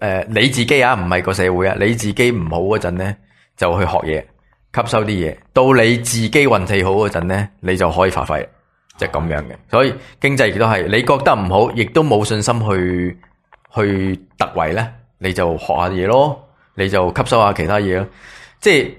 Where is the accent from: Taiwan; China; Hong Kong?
Taiwan; 我觉得我系台湾人，